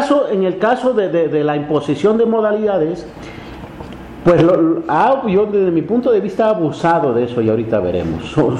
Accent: Oaxaca, Mexico; porque están en Oaxaca, y yo soy de Oaxaca

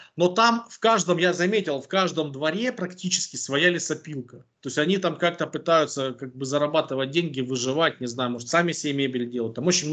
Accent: Ukraine; Я говорю, да мне пофиг, говорю, я с Украины.

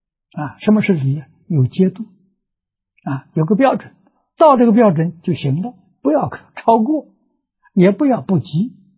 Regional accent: China; 一切众生本来是佛，啊，跟我们中国人讲的人之初性本善是很接近的

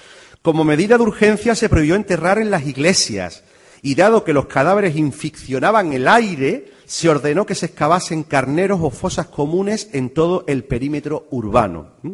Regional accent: Seville, Andalusia, Spain; Yo soy del barrio de Triana, lo llevo a gala

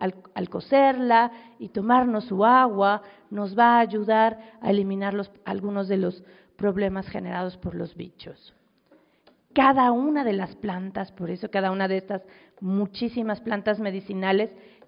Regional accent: Mexico City, Mexico; yo vengo de la Ciudad de México

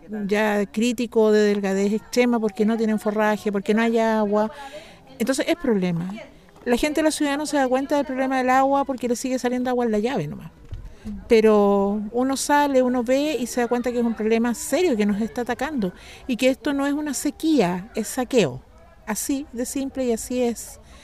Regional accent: San Fernando, O'Higgins, Chile; soy de San Fernando, de la sexta región, O'Higgins, provincia de Colchagua. San Fernando es la capital de la provincia de Colchagua.

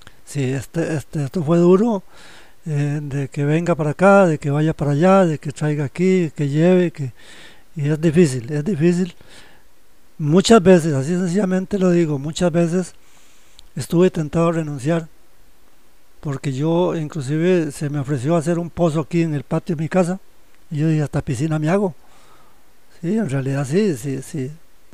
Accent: Heredia, Costa Rica; now in Valle de la Estrella, Costa Rica; Yo me vine para La Guaria, para el Valle de la Estrella. Yo soy de Heredia. En mi niñez, prácticamente en mi niñez, vivimos en una casa que no había agua.

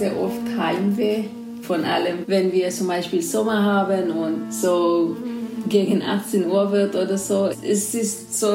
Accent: Iraq; now in Germany; einen deutschen Pass und ich fühle mich auch sehr, sehr wohl hier. Und ich fühle mich einfach Jesidin und aus Irak und Deutschland ist einfach meine Heimat.

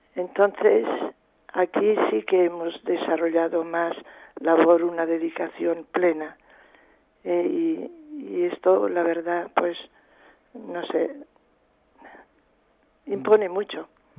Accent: Callosa d'en Sarrià, Valencian Community, Spain; yo soy de la provincia de Alicante, soy de Callosa de Sarriá, al lado de Benidorm. Bueno, es muy parecido tanto el clima como el habla y todo con Ibiza.

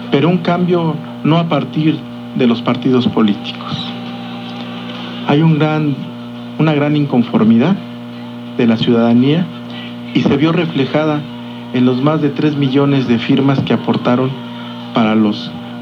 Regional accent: Tultitlán, State of Mexico, Mexico; Soy del estado de México, nací en Tultitlán.

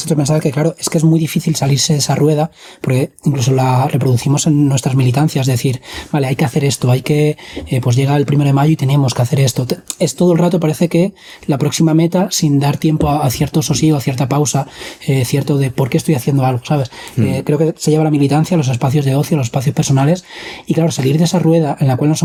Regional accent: Madrid, Community of Madrid, Spain; Yo me crié en Madrid, en el barrio El Pilar, luego me fui a Alcalá de Henares

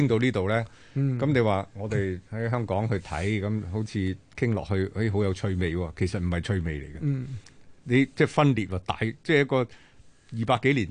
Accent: Guangdong, China; 紙鼻哥喎，我哋廣東人講係咪？

